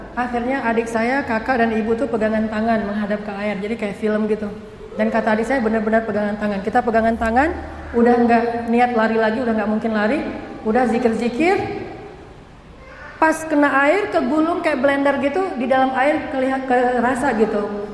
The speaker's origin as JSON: {"language": "Indonesian", "town": "Banda Aceh", "region": "Aceh", "country": "Indonesia", "said": "Kan saya mah orang Aceh, tinggal di Banda Aceh."}